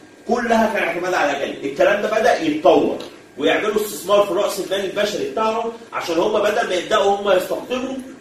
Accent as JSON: {"language": "Arabic", "country": "Egypt", "said": "واحنا كمصر يعني انت احنا كمصريين وكعرب من اكتر الحاجات اللي بتزعلنا ان احنا مش مستثمرين"}